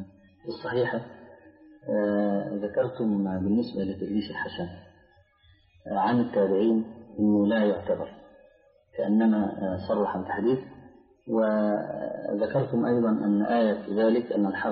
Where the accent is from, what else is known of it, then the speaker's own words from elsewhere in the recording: Egypt; فيه بعض الناس عندنا في مصر اعترض على هذا